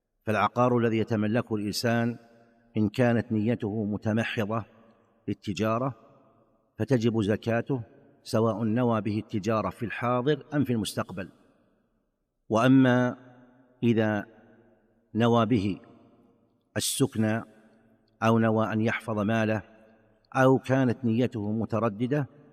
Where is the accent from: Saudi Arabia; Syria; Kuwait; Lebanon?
Saudi Arabia; فمثلا عندنا في المملكة العربية السعودية الوقت ما بين المغرب والعشاء